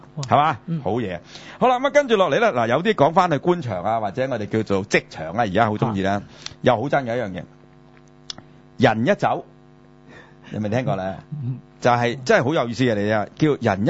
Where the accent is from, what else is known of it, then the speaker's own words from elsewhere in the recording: China; 這個我哋中國人啊